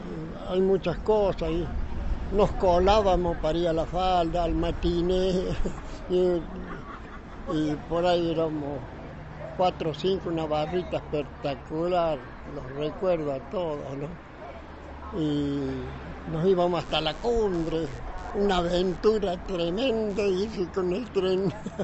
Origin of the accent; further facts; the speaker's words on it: Huerta Grande, Córdoba, Argentina; born there; Y en Huerta Grande, en realidad. Porque mi papá y mi mamá... mi abuelo fue un prócer en Huerta Grande y había hecho ya una casa acá